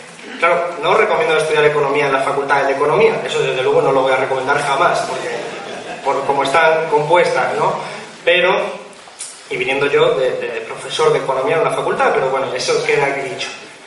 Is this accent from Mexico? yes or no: no; Málaga, Andalusia, Spain; Yo vengo de Málaga, 40% de paro en términos generales